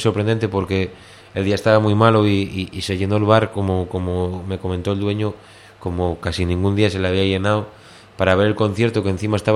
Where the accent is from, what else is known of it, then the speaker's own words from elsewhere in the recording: León, Castile and León, Spain; con un compañero de mi pueblo, de León